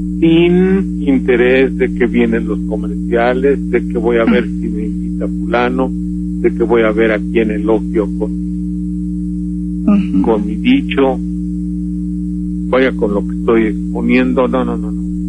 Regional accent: Mexico; a nosotros nos lastima y nos hiere como mexicanos

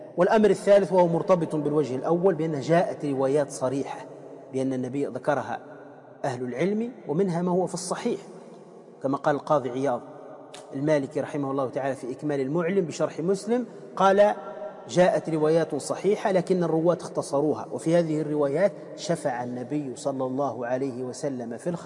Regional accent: Tunisia; موجودين عندنا في تونس، في شربة

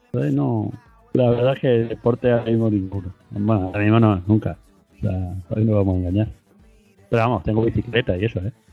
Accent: Madrid, Community of Madrid, Spain; born there; now in Seville, Spain; mi madre, que ya falleció, mi madre era de Sevilla. Entonces mi madre de joven se fue a Madrid, yo nací en Madrid, mis hermanos pequeños nacieron en Madrid y aproximadamente en 80 y tantos vinimos de vacaciones.

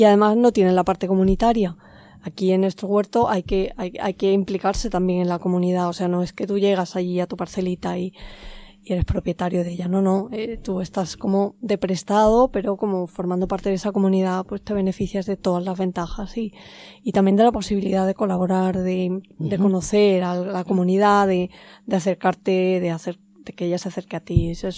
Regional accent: Andalusia, Spain; accent: Andalusian; Sí, yo vengo de un pueblo de Jaén.

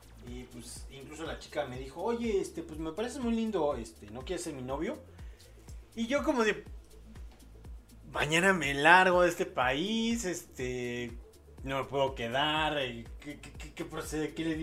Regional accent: Mexico; ya despierto en mi país, aquí en México

